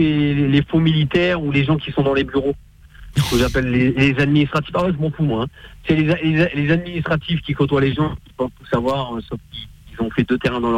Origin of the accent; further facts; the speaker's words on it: Sancergues, Centre-Val de Loire, France; Alors moi, à la base, je suis de Sancergue, dans le 18.